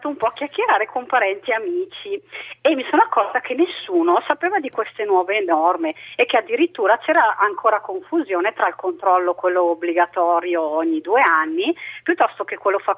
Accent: Bergamo, Lombardy, Italy; sono di Bergamo.

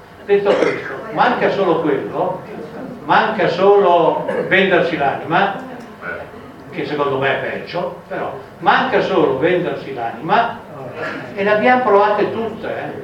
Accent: Emilia-Romagna, Italy; Io vengo dall'Emilia Romagna, notoriamente molto rossa

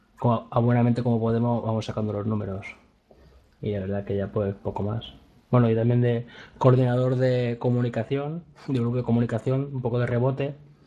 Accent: Alicante, Valencian Community, Spain; soy de Alicante.

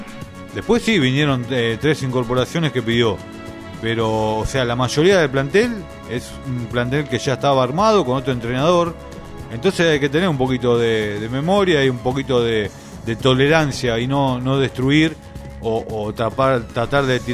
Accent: Argentina; Somos acá los argentinos, lastimosamente somos así

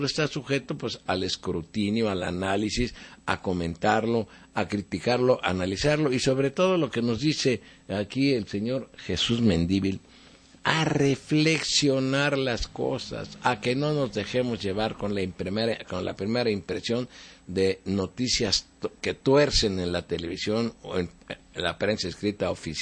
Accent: Mexico; como mexicano que soy, le doy las gracias porque en México hay muchos buenos mexicanos comprometidos por el bien de México, y los que vivimos fuera de México

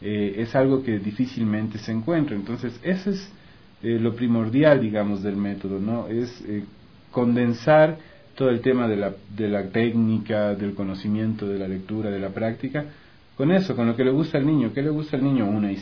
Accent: Quito, Pichincha, Ecuador; now in Cuenca, Ecuador; Yo en realidad soy quiteño, yo nací en Quito, pero ya vivo en Cuenca algunos años. Yo también ya me considero cuencano, y ahorita mantengo mi residencia permanente en la ciudad de Cuenca

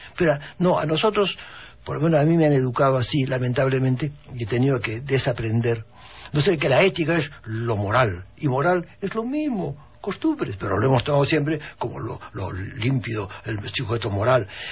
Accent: Peru; also born or lived in Spain; tengo la doble nacionalidad, pero te debo decirte que tengo conflictos. Soy peruano y español.

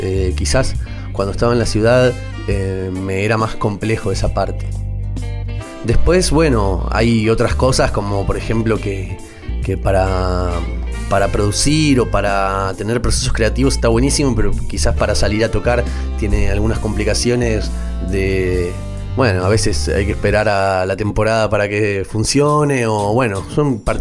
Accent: Buenos Aires, Argentina; now in San Marcos, Argentina; Estoy acá en este pueblo, San Marcos, hace 3 años ya. Vengo de Buenos Aires.

